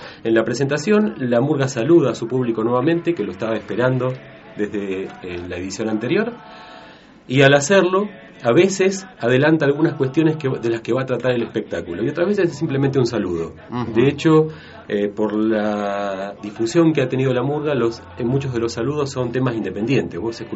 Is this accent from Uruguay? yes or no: yes; Uruguay; now in Argentina; Yo nací en Uruguay, viví unos años allá, después, digamos, vivo en la Argentina desde hace muchísimos años